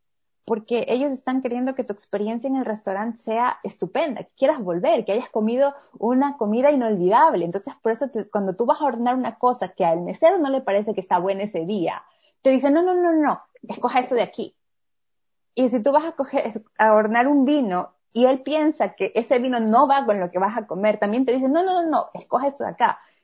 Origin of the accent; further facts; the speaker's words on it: Ecuador; yo soy ecuatoriana, pero mi esposo es brasileño.